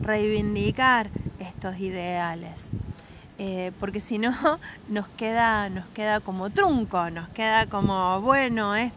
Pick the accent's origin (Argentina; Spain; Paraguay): Argentina; Patagonia; accent: Patagonian; now in Trelew, Argentina; quizás se nota por mi tonada, pero yo soy de la Patagonia, cuando me vine a vivir a Tralau, que me vine a vivir acá en el 2011